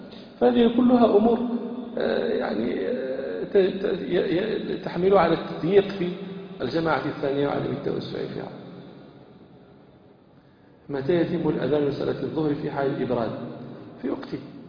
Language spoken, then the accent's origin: Arabic; Morocco; هذه العادة موجودة عندنا في المغرب